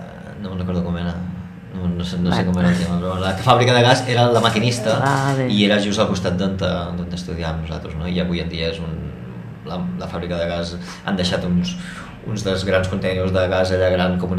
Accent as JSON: {"language": "Catalan", "town": "Barcelona", "region": "Catalonia", "country": "Spain", "tie": "born or raised there", "said": "fins als 4 anys, encara no tens massa consciència de res i m'he criat a Barcelona, no? He estat a Barcelona 35 anys de la meva vida, aproximadament."}